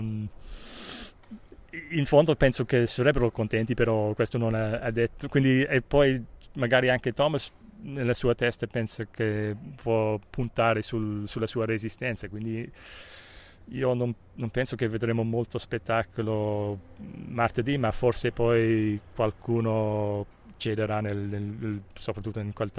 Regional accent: Cork, Munster, Ireland; Italian is a second language; forse sono parziale perché sono di Cork come lui

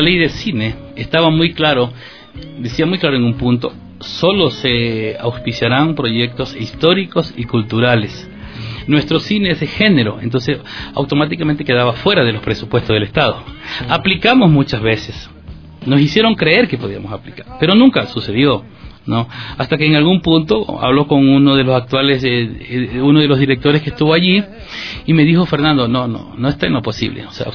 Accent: Chone, Manabí, Ecuador; Empezó como Manta, aunque yo soy de Chone

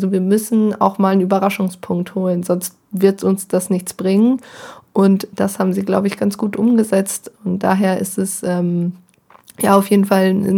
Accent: Bielefeld, North Rhine-Westphalia, Germany; Das Problem als Bielefelder hindert man gewisse Vorurteile gegenüber der Relegation.

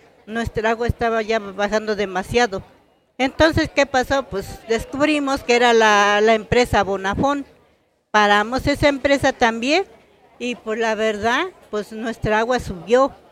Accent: Juan C. Bonilla, Puebla, Mexico; Nosotros venimos del municipio de Juan Cebonilla, de aquí de por los volcanes.

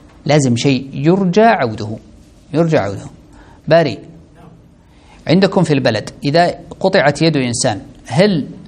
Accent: Saudi Arabia; القرارات القضائية عندنا في السعودية هنا

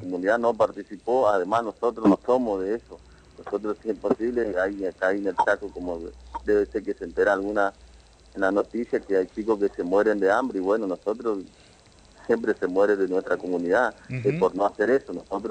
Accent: Colonia Aborigen, Chaco, Argentina; now in Quitilipi, Argentina; nosotros venimos de una localidad del campo, en Colonia Aborigen, en el lote 39

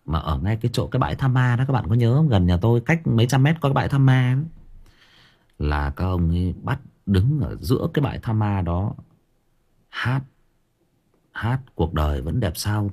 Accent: Thái Nguyên, Thai Nguyen, Vietnam; em sinh ra và lớn lên ở Thái Nguyên, thế nhưng mà quê em tức là ông bà già em là thoát ly lên trên khu găng thép Thái Nguyên này và gặp nhau lấy nhau, thì em được sinh ra và lớn lên ở đây.

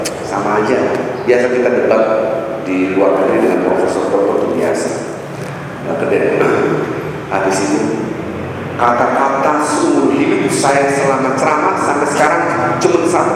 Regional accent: Jakarta, Indonesia; Karena saya pulang 2003 di Indonesia. Saya hidup di Jakarta, lahir di Jakarta. Lahir di Rawamangun, tapi keluar dari Jakarta, maka keluar. Kembali lagi.

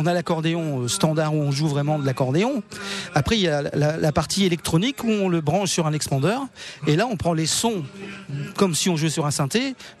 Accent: Hauts-de-France, France; now in Toulouse, France; Parce que moi, je suis originaire du Nord. Pour mon boulot professionnel, je suis parti sur la région toulousaine.

